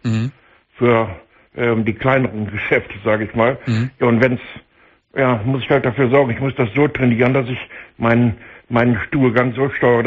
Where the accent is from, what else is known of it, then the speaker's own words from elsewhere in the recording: Solingen, North Rhine-Westphalia, Germany; born there; also born or lived in Berlin; Ich bin dann von Berlin wieder nach Hause gezogen, in meine Geburtsstadt nach Solingen.